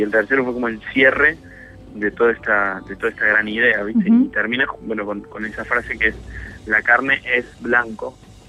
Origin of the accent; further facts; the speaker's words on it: Córdoba, Argentina; Nosotros somos de Córdoba.